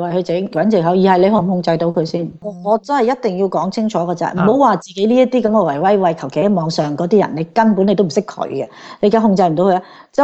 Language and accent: Cantonese; Hong Kong; 咁但係你話我哋香港人可以做啲乜嘢咧？